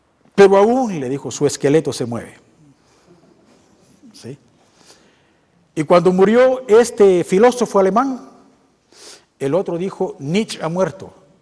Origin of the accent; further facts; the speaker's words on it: Guatemala; Somos guatemaltecos. Y les vuelvo a decir, estamos todavía en Guatemala.